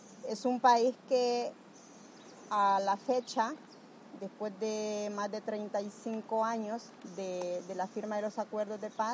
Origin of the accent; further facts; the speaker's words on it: Honduras; born there; al menos Jaime y yo nacimos en Honduras, resultado de ese exilio.